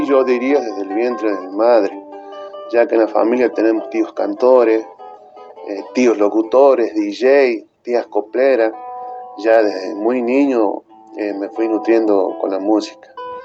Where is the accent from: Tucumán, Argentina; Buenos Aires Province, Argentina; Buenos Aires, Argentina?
Tucumán, Argentina; San Pablo; los autores son de mi pueblo, de San Pablo